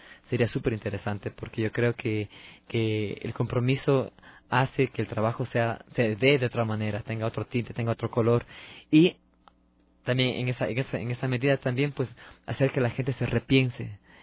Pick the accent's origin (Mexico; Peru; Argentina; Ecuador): Ecuador; Cuenca, Azuay; now in Quito, Ecuador; Yo, bueno, no soy quiteño, yo soy de la ciudad de Cuenca, vivo aquí ya un par de años.